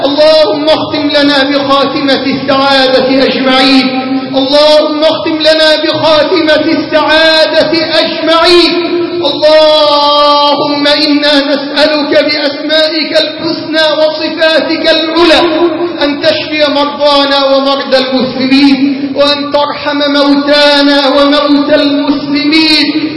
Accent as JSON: {"language": "Arabic", "country": "Egypt", "said": "اللهم اجعل بلدنا مصر واحة للأمن والأمان"}